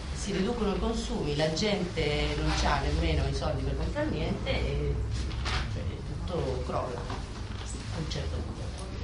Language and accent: Italian; Argentina; Premesso, sono argentina.